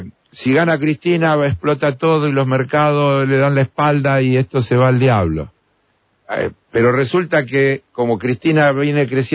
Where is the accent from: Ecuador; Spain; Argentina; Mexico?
Argentina; yo sentí vergüenza como argentino